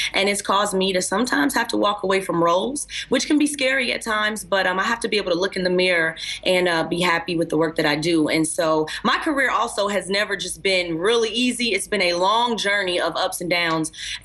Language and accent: English; Chicago, Illinois, United States; First of all, my mom's a pastor, so my mama don't play games. I'm from Chicago.